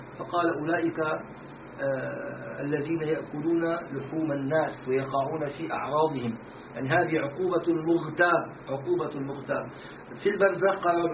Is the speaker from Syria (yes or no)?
yes; Syria; سموه عندنا في الشام سموه نكتة